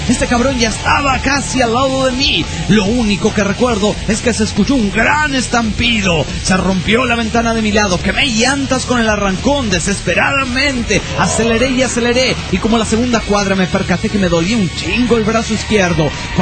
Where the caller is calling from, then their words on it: Tijuana, Baja California, Mexico; de Tijuana, México.